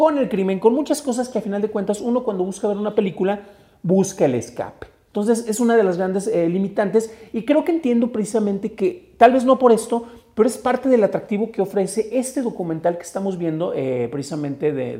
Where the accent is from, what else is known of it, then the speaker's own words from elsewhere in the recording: Mexico; Nos encanta martirizarnos porque somos mexicanos y es la peor de las mezclas.